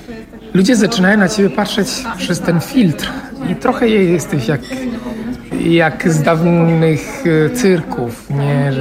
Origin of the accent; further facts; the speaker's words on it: Italy; Polish is a second language; now in Poland; bardzo kocham Włochy. Natomiast uwierała mnie ta kultura. Być może tego, że też pochodzę z niezbyt dużego miasta